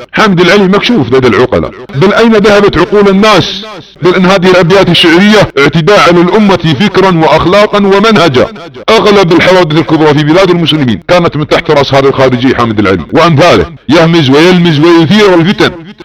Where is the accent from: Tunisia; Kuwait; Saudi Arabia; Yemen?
Saudi Arabia; ابناء وطني في المملكة العربية السعودية